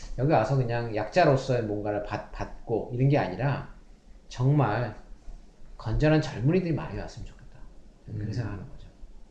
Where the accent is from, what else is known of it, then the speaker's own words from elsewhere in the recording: South Korea; now in Canada; 여기 살면서 우리나라가 이 정도밖에 평가를 못 받는구나. 근데 사실 대외적인 이미지도 있지만, 여기서, 이 캐나다에서 있는 한국, 한인들이 만들어 놓은 하나의